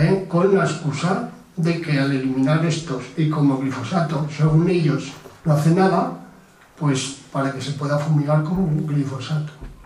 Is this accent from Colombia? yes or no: no; Tauste, Aragon, Spain; yo soy de Tauste, que es una zona que ha habido miles de hectáreas de maíz